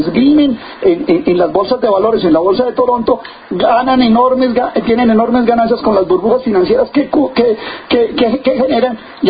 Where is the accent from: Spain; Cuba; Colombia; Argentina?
Colombia; no somos los colombianos ni las empresas que están acá